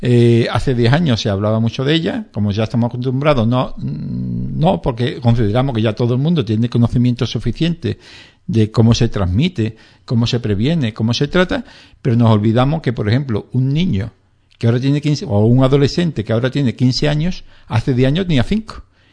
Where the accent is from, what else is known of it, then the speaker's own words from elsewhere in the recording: Andalusia, Spain; accent: Andalusian; yo creo que no sé pronunciar la S, como andaluz que soy